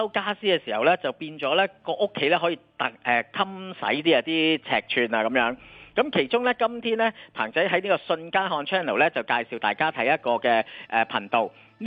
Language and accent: Cantonese; Hong Kong; 其中包括咧，我哋香港人咧都好中意咧